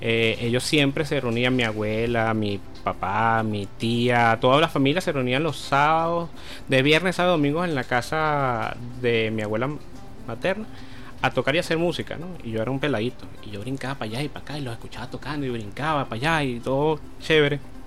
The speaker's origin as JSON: {"language": "Spanish", "town": "Caracas", "region": "Capital District", "country": "Venezuela", "tie": "born or raised there", "said": "soy natural aquí de Caracas. Nací aquí en Caracas, el 4 de septiembre, en los Magallanes."}